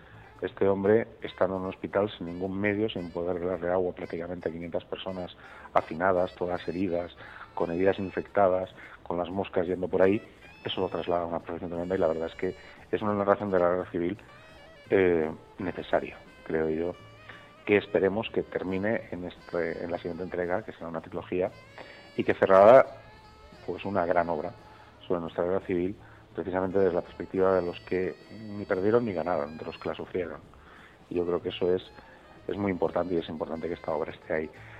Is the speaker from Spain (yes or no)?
yes; Valencia, Valencian Community, Spain; en este caso de mi tierra, de Valencia